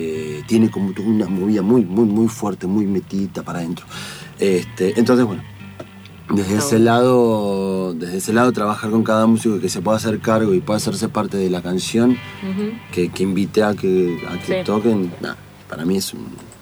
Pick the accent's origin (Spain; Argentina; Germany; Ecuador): Argentina; La Plata, Buenos Aires Province; porque encima soy de La Plata